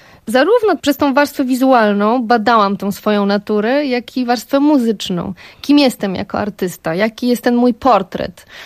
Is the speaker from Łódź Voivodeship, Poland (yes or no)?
no; Lesser Poland, Poland; jestem sądeczanką, pochodzę z przepięknego Beskidu Sądeckiego i góry są moim środowiskiem naturalnym. Tam siebie poszukiwałam, tam jest moja rodzina. Ja wciąż tam wracam.